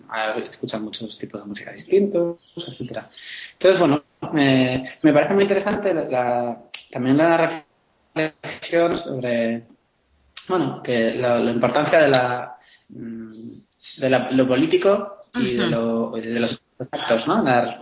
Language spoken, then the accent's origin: Spanish; Zaragoza, Aragon, Spain; born there; yo nací en Zaragoza, en una ciudad aquí en España, en 1982, tengo 33 años.